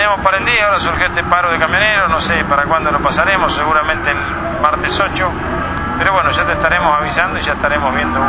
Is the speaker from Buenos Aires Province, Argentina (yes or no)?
yes; Olavarría, Buenos Aires Province, Argentina; Hay hacienda ahí de Olavarría, porque soy de Olavarría